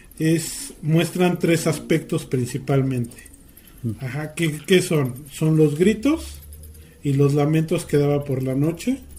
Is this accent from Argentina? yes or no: no; Mexico; Yo me considero más mexicano que el nopal, pero no en la lengua.